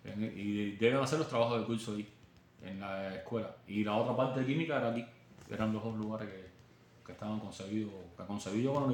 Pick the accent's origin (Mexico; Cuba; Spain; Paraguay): Cuba; Que como cubanos al fin nosotros somos muy negligentes.